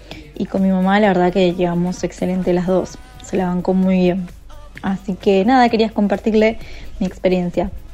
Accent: Wilde, Buenos Aires Province, Argentina; Soy acá de Wilde.

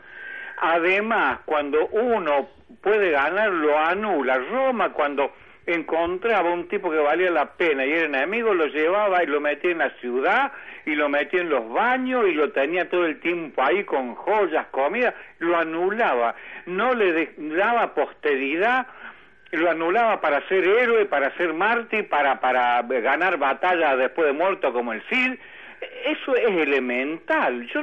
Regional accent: Salta, Argentina; No, yo soy de Salta, disimulo.

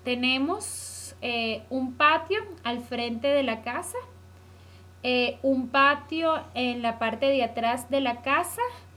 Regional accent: Caracas, Capital District, Venezuela; moved away as an adult; now in United States; Soy de Caracas, Venezuela.

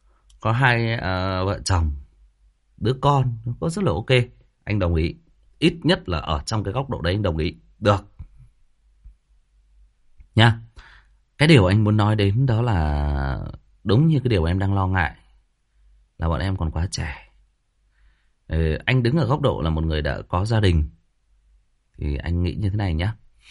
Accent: Hưng Yên, Vietnam; chỗ bạn ấy thì ở Hưng Yên, ở quê tôi đó các bạn.

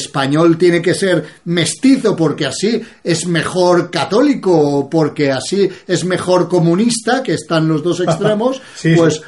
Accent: Iran; una iraní, que también se parecen bastante a nosotros los iraníes.

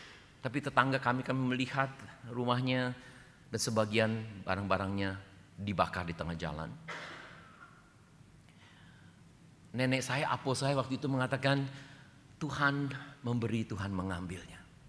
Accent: Bandung, West Java, Indonesia; Saya masih teringat satu kali saya dibesarkan di Bandung dengan nenek saya tahun 66-67.

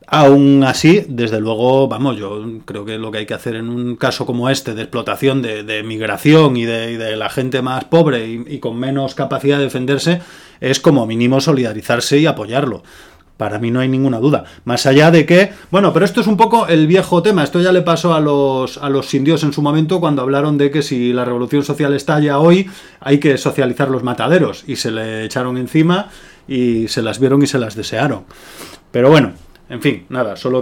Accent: Galicia, Spain; yo comparto también como gallego esa experiencia

